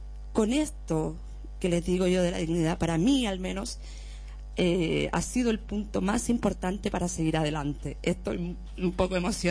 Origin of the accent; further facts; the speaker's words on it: Chile; moved away; Y siempre, siempre, desde que salí de Chile, con la idea de legalizarme para poder viajar